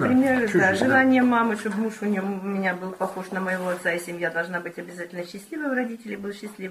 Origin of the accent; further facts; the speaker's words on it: Donetsk, Donetsk Oblast, Ukraine; мне 59 лет, я из Донецка, Украина, ну там, как и в Киеве, тоже говорят на русском языке.